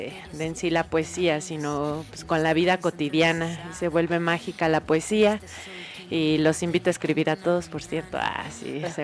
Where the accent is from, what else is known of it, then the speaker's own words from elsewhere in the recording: Mexico City, Mexico; Ah, pues sí, vengo del DF